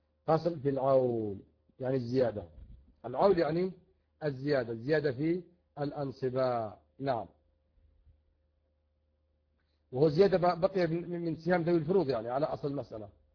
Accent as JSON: {"language": "Arabic", "country": "Yemen", "said": "حتى عندنا في اليمن فإنه يرث"}